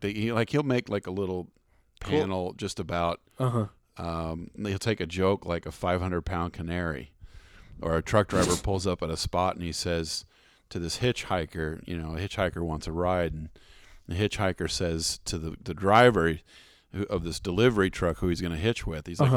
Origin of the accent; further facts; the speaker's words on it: Missouri, United States; My little hometown in Southeast Missouri.